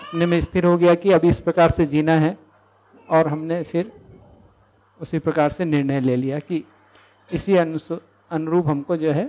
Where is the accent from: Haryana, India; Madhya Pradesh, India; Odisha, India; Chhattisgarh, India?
Chhattisgarh, India; moved away as an adult; यहाँ हम जो है छत्तीसगढ़ से आए, विद्या से साथ साथ ही जुड़े थे श्रीमती जी और मैं, और यहाँ पर जून 2017 में आए हैं।